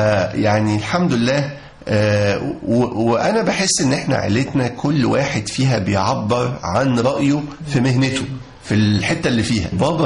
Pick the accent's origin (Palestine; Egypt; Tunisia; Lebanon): Egypt; Upper Egypt; كلنا تربينا في الصعيد، فإحنا طالعين صعيدة أبا عن جد. جدي كان نقيب محامين المنيا، اللي هو جدي والد أبويا، ووالد والدتي كان من أعيان المنيا.